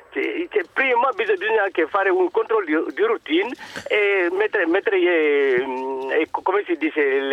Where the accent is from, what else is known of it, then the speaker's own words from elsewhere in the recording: Senegal; now in Italy; Io sono originario del Senegal, sono 20 anni che sono in Italia.